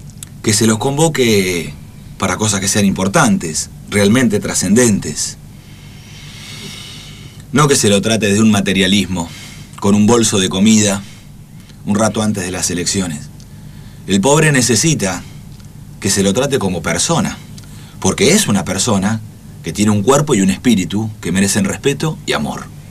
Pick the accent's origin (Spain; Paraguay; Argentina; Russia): Argentina; a los que somos profundamente argentinos